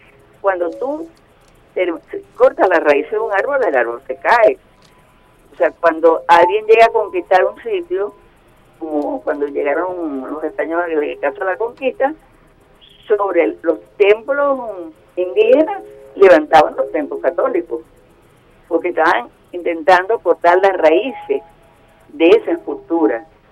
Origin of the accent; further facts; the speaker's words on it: La Vela, Falcón, Venezuela; Nosotros aquí en La Vela, yo vivo y soy de La Vela, logramos de la comunidad que se aprobara una ordenanza municipal